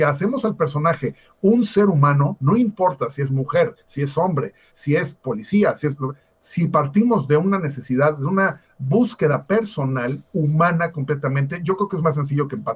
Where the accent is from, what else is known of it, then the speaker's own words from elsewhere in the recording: Mexico; dentro de nuestra cultura como mexicanos, pues ya existe.